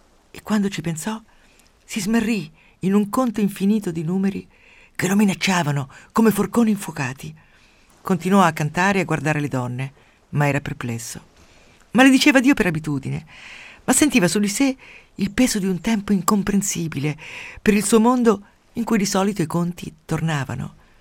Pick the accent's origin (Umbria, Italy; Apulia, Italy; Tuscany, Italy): Umbria, Italy; Quando ero piccola nel mio paese umbro, cattolicissimo, nell'alta valle del Tevere